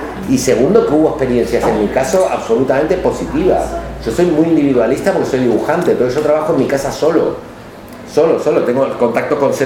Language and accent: Spanish; Argentina; como argentino, que en el fondo es un país que nace de ser de la colonia, y yo ser nieto de los colonos